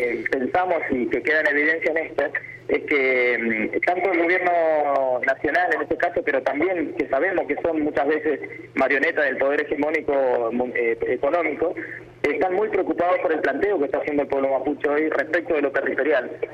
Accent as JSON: {"language": "Spanish", "region": "Chubut", "country": "Argentina", "said": "para nosotros que venimos del sur, venimos de Chubut"}